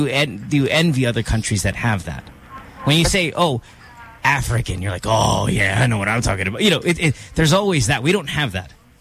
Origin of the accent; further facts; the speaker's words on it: Philippines; we had this study come out that Filipinos have the smallest boobs in the world, and we're amongst the smallest peni in the world.